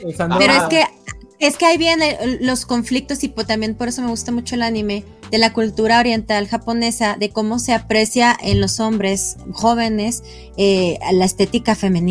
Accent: Mexico; yo como mexicana

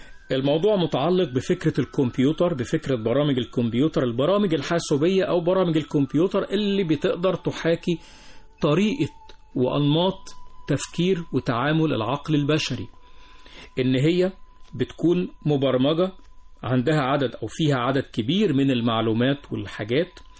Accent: Egypt; موجود في كل مكان في هذا العالم بما فيه بلدنا مصر

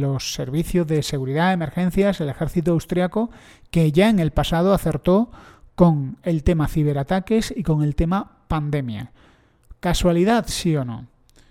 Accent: Spain; yo soy español

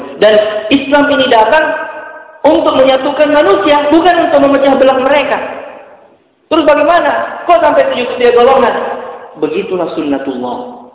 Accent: Makassar, South Sulawesi, Indonesia; kita orang Makassar terpecah menjadi 71 golongan.

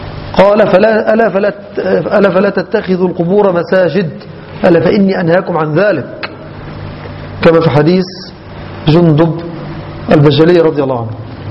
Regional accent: Egypt; كما يحدث عندنا في مصر وفي البلد الأخرى

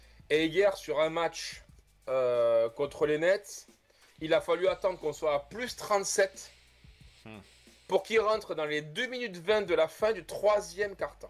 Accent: France; Nous, en tant que Français, on l'aime beaucoup.

